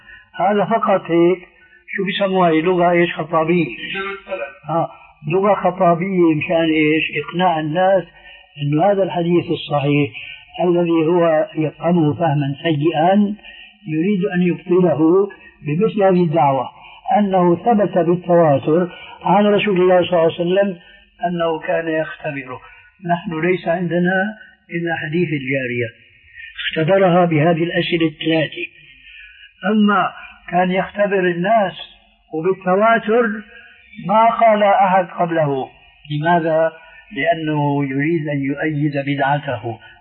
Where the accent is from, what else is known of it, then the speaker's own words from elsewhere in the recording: Syria; كما يقولون عندنا في الشام نقول أساطير